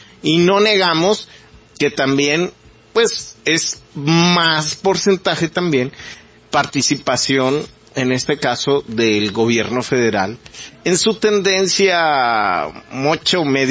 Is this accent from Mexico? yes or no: yes; Mexico; como mexicanos, como personas que amamos este país